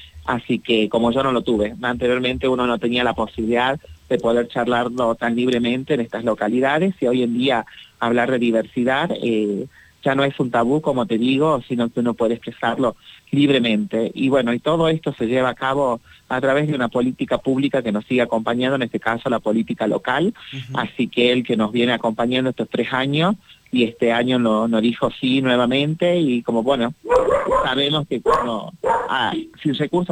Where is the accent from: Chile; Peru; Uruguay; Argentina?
Argentina; Tafí del Valle, Tucumán; que yo soy acá de Tafí del Valle